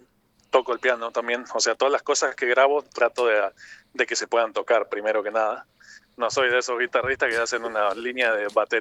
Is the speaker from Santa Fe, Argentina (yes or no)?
yes; Reconquista, Santa Fe, Argentina; Yo soy de Reconquista, en mi ciudad a veces no había demasiado para escuchar